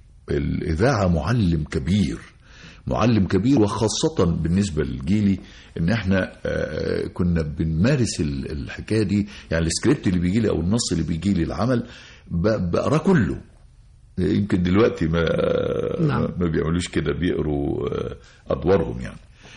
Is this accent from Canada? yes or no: no; Birma, Gharbia, Egypt; يعني أنا حتى دايما بقول على قريتنا، قرية بيرما، قرية هي قائمة على عائلات كده، كأنها قرية عربية.